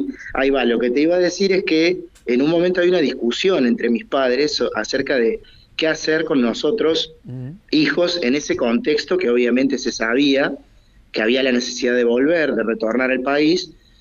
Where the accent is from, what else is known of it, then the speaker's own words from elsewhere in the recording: Argentina; also born or lived in Havana; yo nací en La Habana y estuve más o menos hasta el año y ocho meses ahí. Sí. Después volvimos a la Argentina.